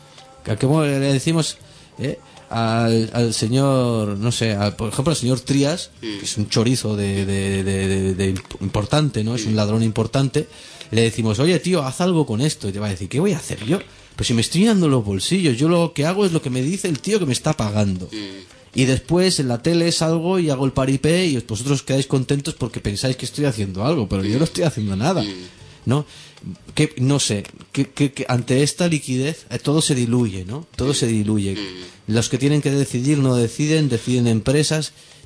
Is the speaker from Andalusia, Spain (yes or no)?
no; Catalonia, Spain; porque la mayoría somos andaluces o de otro lado, ¿sabes? Bueno, catalán también, vale, soy catalán, sí, pero somos migrantes.